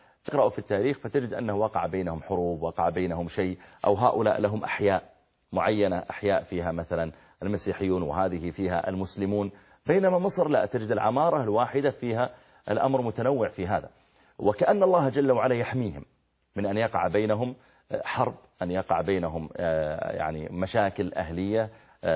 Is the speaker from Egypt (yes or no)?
no; Saudi Arabia; عاد ومدائن صالح اللي موجودة عندنا في السعودية الآن قريب من المدينة